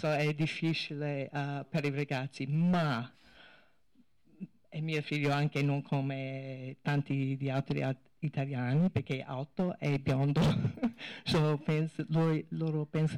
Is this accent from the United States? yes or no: yes; United States; Italian is a second language; now in Italy; io non parlo italiano bene, io sono americana. Mio figlio è cittadino. Mio marito è italiano, ma un soldato, e siamo in giro tutto il mondo.